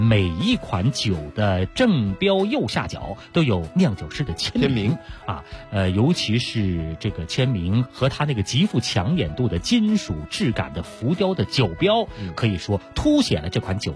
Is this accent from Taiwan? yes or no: no; China; 特别适合我们中国人的口味啊